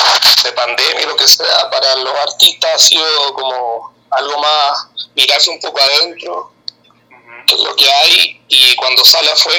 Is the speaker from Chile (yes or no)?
yes; Chile; Yo vengo de un barrio un poco más rockero. Yo soy de Chile, en Chile soy un metalero.